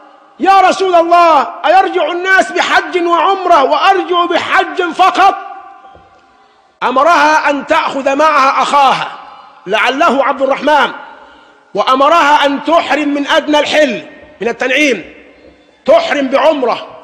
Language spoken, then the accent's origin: Arabic; Egypt; لكن نحن كمصريين بالذات أدمنا أن نسير بالرخص المزورة